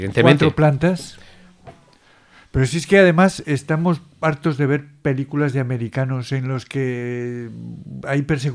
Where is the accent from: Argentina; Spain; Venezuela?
Spain; Peñarroya, Andalusia; Bien, voy a mi pueblo, 150 kilómetros, Peñarroya.